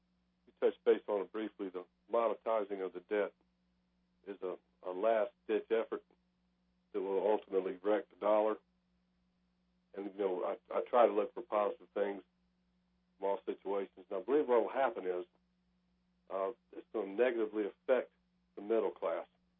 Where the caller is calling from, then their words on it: Savannah, Georgia, United States; from Savannah, Georgia.